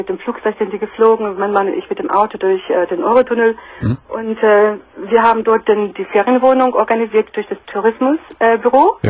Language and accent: German; Northern Germany, Germany; moved away; weil ich jedes Jahr in meine Heimat fahre, nach Norddeutschland, da komme ich her.